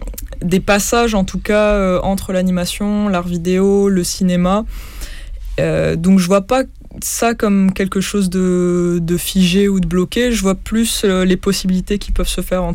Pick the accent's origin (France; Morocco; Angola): Morocco